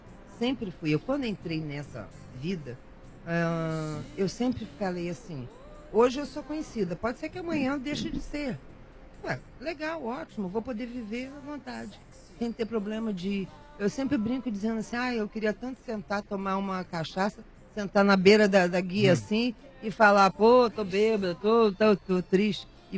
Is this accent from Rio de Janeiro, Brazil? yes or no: yes; Rio de Janeiro, Brazil; now in São Paulo, Brazil; eu mudei para São Paulo, eu sou carioca.